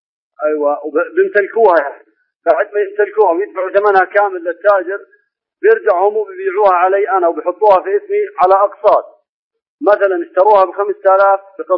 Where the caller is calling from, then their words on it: Jordan; من الأردن بحكي معك يا شيخ.